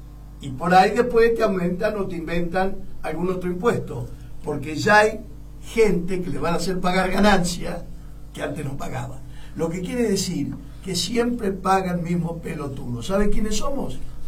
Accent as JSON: {"language": "Spanish", "country": "Argentina", "said": "vos fijate qué idiota que somos los argentinos"}